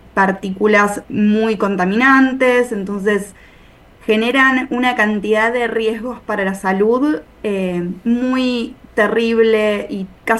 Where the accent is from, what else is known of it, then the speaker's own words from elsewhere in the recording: Brandsen, Buenos Aires Province, Argentina; yo soy particularmente de Bransen, pero no todos somos de Bransen